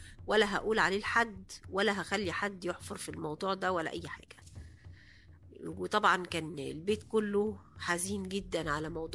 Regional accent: Cairo, Cairo Governorate, Egypt; now in Aswan, Egypt; انا اصلا من القاهرة، لكن لما اتجوزت في اسوان

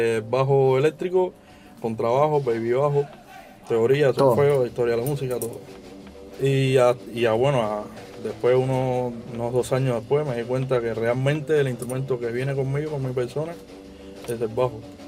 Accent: Havana, Cuba; now in Germany; yo vengo de La Habana, pero es un barrio muy, muy tranquilo también. O sea, el centro de la ciudad.

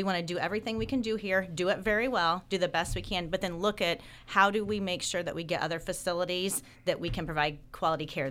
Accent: Indiana, United States; now in Miami County, United States; I grew up in northern Cass County.

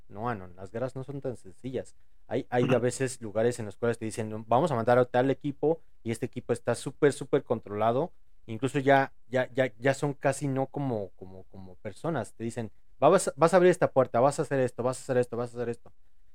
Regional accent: Argentina; Mira, como argentino podría decir

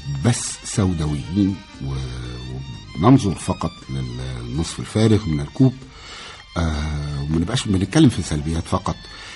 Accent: Egypt; احنا من جوانا لازم ندرك ان احنا وصلنا لمستوى بعيد جدا عن مستوانا الحقيقي كمصريين.

